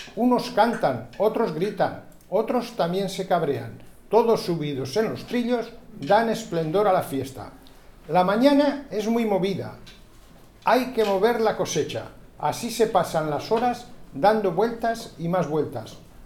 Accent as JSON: {"language": "Spanish", "region": "Castile and León", "country": "Spain", "tie": "born or raised there", "said": "De un pueblo de Burgos, de al lado de Santo Domingo, al lado de Santo Domingo de Silos."}